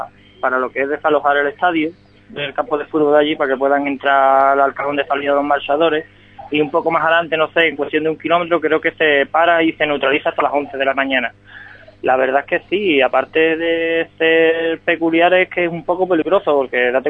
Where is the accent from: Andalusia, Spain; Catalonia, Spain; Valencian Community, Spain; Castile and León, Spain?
Andalusia, Spain; Ronda; mi pueblo natal es Ronda, es decir, el terreno más o menos lo conozco.